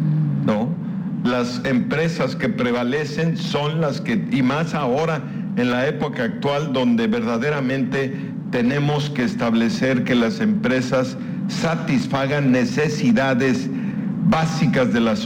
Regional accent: Mexico; somos mexicanos, y vivimos en Mérida

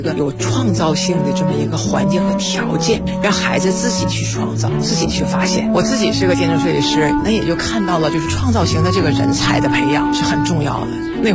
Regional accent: Liaoning, China; now in Beijing, China; 我老家是辽宁的，我是上学的时候来北京的。

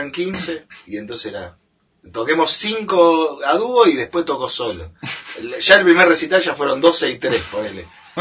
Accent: Buenos Aires, Argentina; yo soy de Buenos Aires. … del barrio de Mataderos

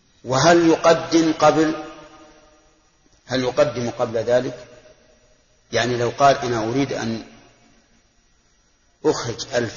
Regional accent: Al-Qassim, Saudi Arabia; خمس الصاع الحال عندنا في القصيم

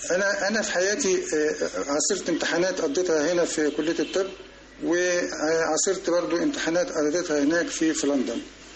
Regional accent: Egypt; احنا كمصريين لما بنمشي ماشيه بطيئه سلولي

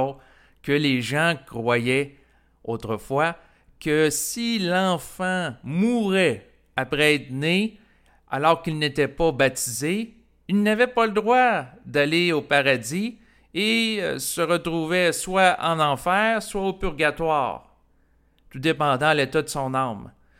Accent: Quebec, Canada; je suis un Québécois qui a grandi dans une culture canadienne-française où les gens étaient à majorité catholiques.

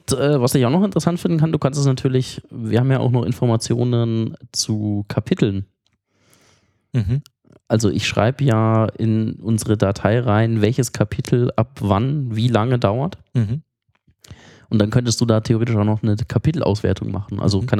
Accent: Munich, Bavaria, Germany; Und wenn du halt als Münchner nach Berlin kommst, das ist einfach

